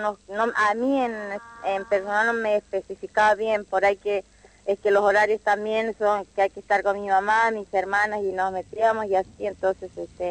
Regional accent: La Plata, Buenos Aires Province, Argentina; Sí, nosotros uh-huh. somos de La Plata

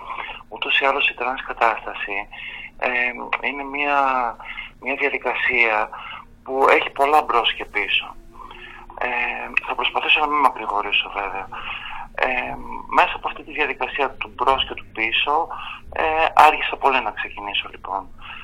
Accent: Ioannina, Epirus, Greece; Εγώ γεννήθηκα στην επαρχία, στα Γιάννενα, και μεγάλωσα σε ένα περιβάλλον, ας το πούμε, πατριαρχικό, σχετικά ομοφοβικό και τρανσφοβικό

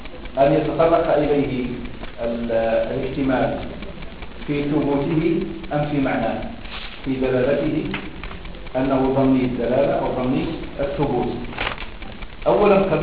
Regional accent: Morocco; ولعله عندنا في المغرب باسم نبتة من النباتات

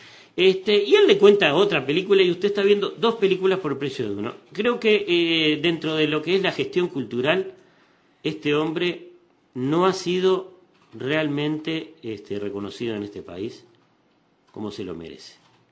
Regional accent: Uruguay; Porque yo también soy uruguayo.

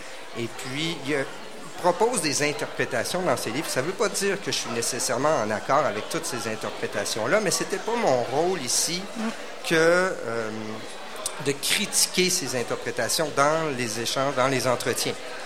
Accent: Val-Bélair, Quebec, Canada; Moi, quand j'étais jeune, j'habitais à Val-Bélair, donc tout près d'ici, dans le nord de la ville maintenant.

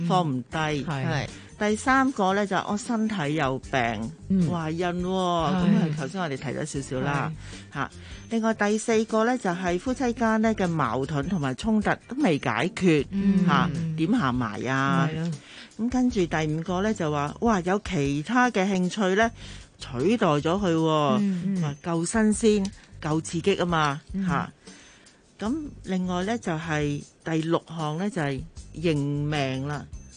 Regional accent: Hong Kong; 即系而家我哋香港人好国际化噶嘛，做嘢都会周围飞嚟飞去噶嘛

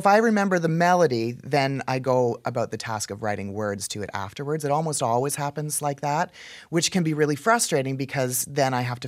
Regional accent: Canada; also born or lived in Texas, United States; But then when I moved from Texas, where I was studying, moved home to Canada.

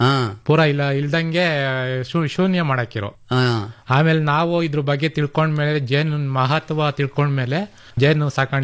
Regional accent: Shavanur, Karnataka, India; Sir, ಶಾವಣೂರಿಂದ ಬಂದಿದ್ದೀವಿ ನಾವು. ದೊಡ್ಡಬಳ್ಳಾಪುರ ತಾಲೂಕು, ಬೆಂಗಳೂರು ಗ್ರಾಮಾಂತರ.

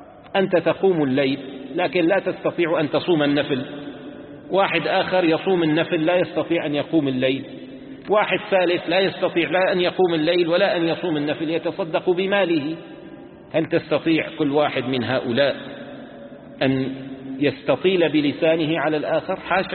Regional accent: Damascus, Damascus Governorate, Syria; عندنا بدمشق طعام طيب جميل

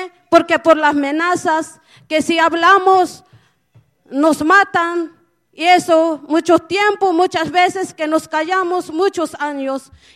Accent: Pueblo Nuevo Solistahuacán, Chiapas, Mexico; Yo vengo del municipio de Pueblo Nuevo, Solistahuacán. Vengo de Chiapa.

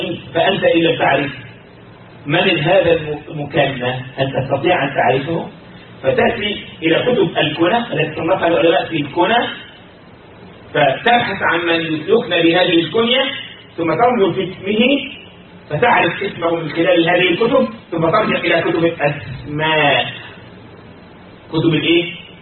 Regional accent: Egypt; عندنا في مصر يقول بيدلعه

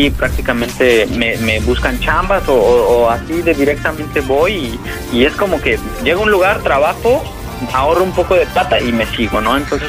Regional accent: Mexico; soy un chico mexicano que viajo en bicicleta

